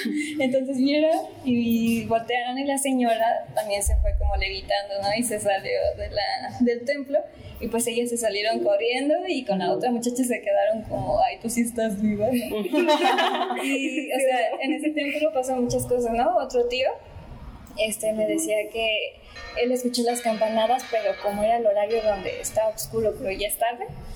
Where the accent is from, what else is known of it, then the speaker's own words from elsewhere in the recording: Pátzcuaro, Michoacán, Mexico; Yo soy de Pátzcuaro, Michoacán.